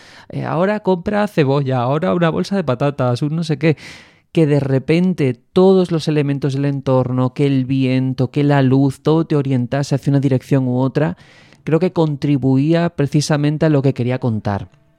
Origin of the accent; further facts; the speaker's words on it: Andalusia, Spain; cada vez que digo el nombre temo equivocarme porque como andaluz me resulta un poco complicado